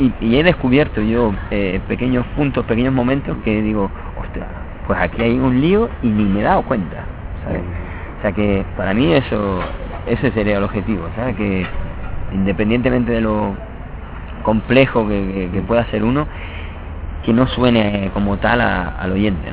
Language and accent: Spanish; Las Palmas de Gran Canaria, Canary Islands, Spain; Yo soy nacido en Las Palmas de Gran Canaria. Mi padre era malagueño, mi madre de Las Palmas de Gran Canaria también. Yo soy del barrio de Arenales.